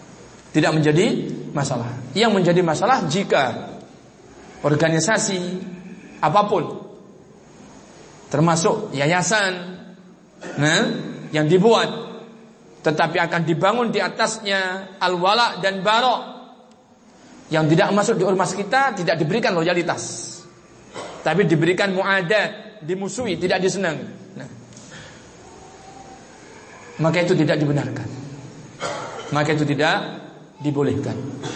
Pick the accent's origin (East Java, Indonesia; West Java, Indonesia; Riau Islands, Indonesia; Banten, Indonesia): East Java, Indonesia; Kediri; Di daerah saya, di Jawa sana, di Kediri secara khusus